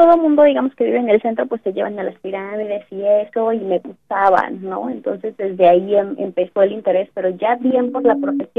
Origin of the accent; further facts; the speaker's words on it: Texcoco, State of Mexico, Mexico; yo soy de Texcoco, Estado de México. Uh-huh. Y pues ahí muchos ya, a lo mejor del público, conocen pues que es un lugar que siempre está involucrado con la arqueología.